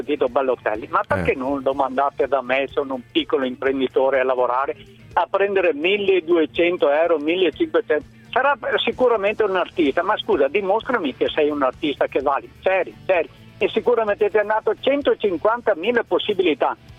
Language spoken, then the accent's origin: Italian; Treviso, Veneto, Italy; Sono di Treviso.